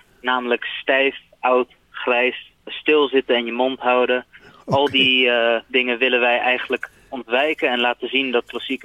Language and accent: Dutch; Rotterdam, South Holland, Netherlands; ik ben opgegroeid in Rotterdam, meer dan 20 jaar gewoond